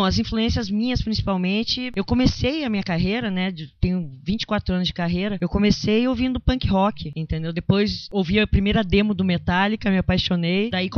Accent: São Paulo, Brazil; Eu vim de São Paulo, que eu tinha saído de uma banda lá, e daí eu tive um problema de família aqui, me mudei pra cá

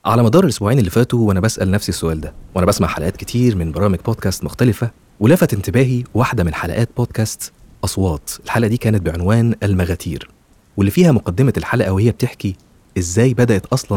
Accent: Egypt

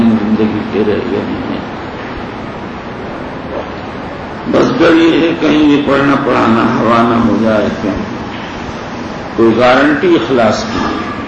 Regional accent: Bihar, India; بہرحال میں بہار کا رہنے والا ہوں, میری اردو بھی ماشاءاللہ ہے

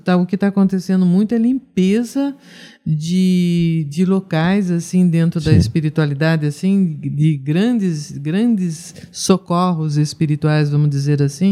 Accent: Jacareí, São Paulo, Brazil; born there; Eu nasci em Jacareí. Sou família de Jacareí.

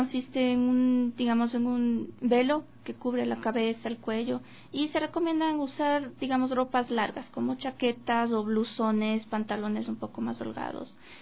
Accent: Ecuador; tiene mucha diferencia aquí con lo que practicábamos como ecuatorianos

